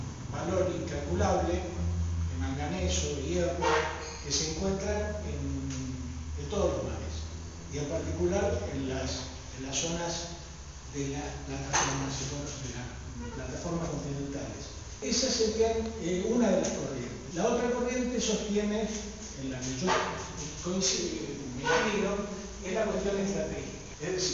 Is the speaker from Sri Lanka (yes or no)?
no; Argentina; me involucro como ciudadano argentino